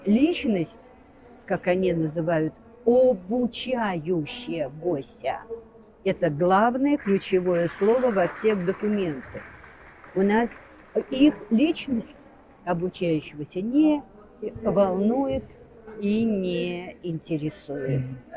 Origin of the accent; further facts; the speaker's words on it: Moscow, Russia; Это я в Москве родилась, это я в Москве училась.